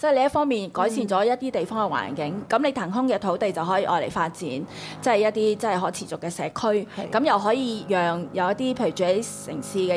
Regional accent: Hong Kong; 原來我哋香港人都要學就係點樣去討論嘢啊嘛

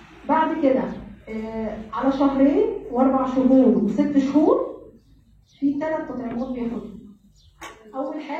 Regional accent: Egypt; جدول التطعيمات الإجباري اللي عندنا في مصر.

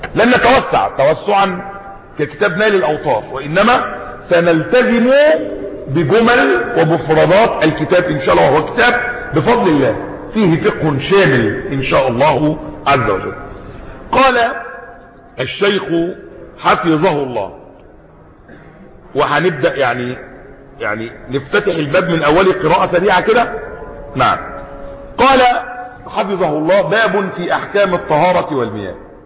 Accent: Egypt; يعني بلادنا مصر مرت بأمور كثيرة وبفتن كثيرة

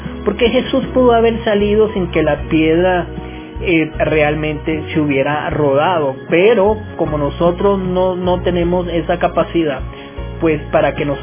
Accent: Venezuela; con nuestro sabor, con nuestra alegría como venezolanos

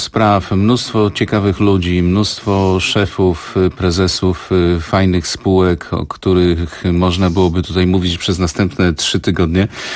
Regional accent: Racibórz, Silesian Voivodeship, Poland; sam pochodzę z Racibórza

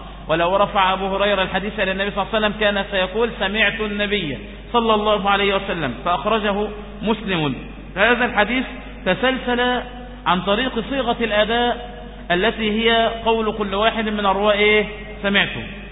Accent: Egypt; يأتي لنا بإسناد يكون كل رواتي إيه مصريون، فهذا شرف لنا نحن من مصر

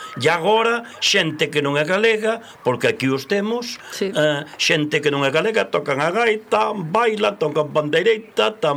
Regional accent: Galicia, Spain; Pero eu son galego dende os pés hasta o último pelo que teño blanco na cabeza.

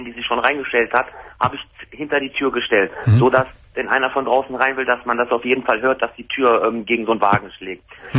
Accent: Wuppertal, North Rhine-Westphalia, Germany; Ich komme aus Wuppertal.

